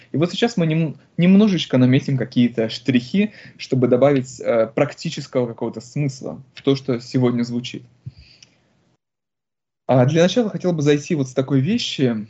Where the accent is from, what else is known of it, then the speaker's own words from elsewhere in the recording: Republic of Karelia, Russia; born there; Я, допустим, родился в Карелии, мне она очень нравится, просто влюблен в нее.